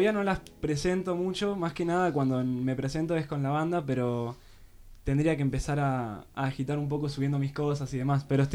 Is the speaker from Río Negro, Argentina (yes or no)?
yes; Bariloche, Río Negro, Argentina; Ando paseando por Capilla, yo soy de Bariloche.